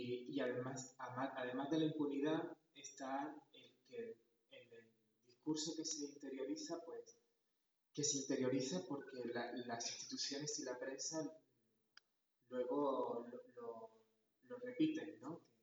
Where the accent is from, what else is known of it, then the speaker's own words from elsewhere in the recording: Andalusia, Spain; moved away as an adult; now in Xalapa, Mexico; vengo de Andalucía, en el sur de España, aunque desde hace unos meses radico en Jalapa, en el estado de Veracruz